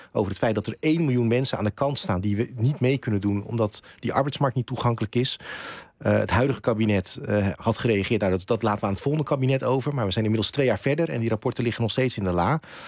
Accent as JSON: {"language": "Dutch", "town": "Rotterdam", "region": "South Holland", "country": "Netherlands", "tie": "born or raised there", "said": "Ik ben gewoon geboren en getogen in Krooswijk."}